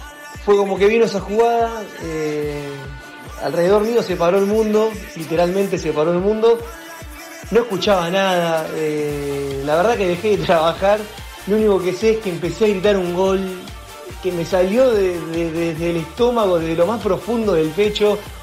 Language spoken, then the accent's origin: Spanish; Olivos, Buenos Aires Province, Argentina; also born or lived in Vancouver; soy de Olivos y recapitulando